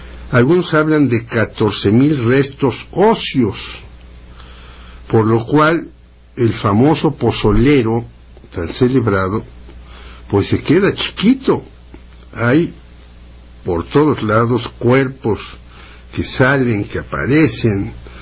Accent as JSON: {"language": "Spanish", "country": "Mexico", "said": "O sea que nosotros como mexicanos ya damos la malísima nota internacional."}